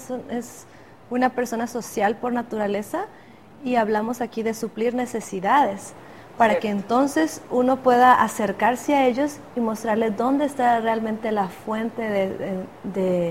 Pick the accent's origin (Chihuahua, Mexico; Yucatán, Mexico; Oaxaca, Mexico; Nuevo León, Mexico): Nuevo León, Mexico; Montemorelos; soy maestra de educación preescolar y soy originaria de Montemorelos, Nuevo León.